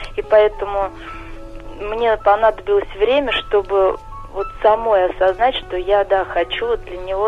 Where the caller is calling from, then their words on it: Saratov, Saratov Oblast, Russia; Да, я из Саратова.